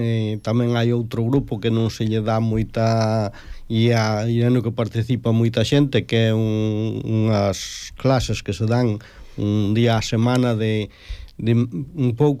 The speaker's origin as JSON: {"language": "Galician", "region": "Galicia", "country": "Spain", "said": "nos procedemos de Galicia tal"}